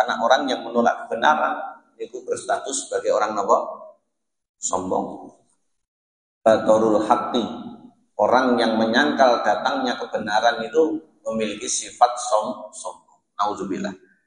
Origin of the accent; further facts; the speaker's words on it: Java, Indonesia; apalagi kita orang Jawa, enak enggak enak ngene wong